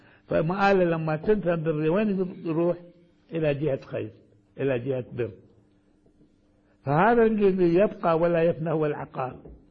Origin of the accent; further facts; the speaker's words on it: Baghdad, Baghdad Governorate, Iraq; ولذلك كانت عندنا في بغداد مثلا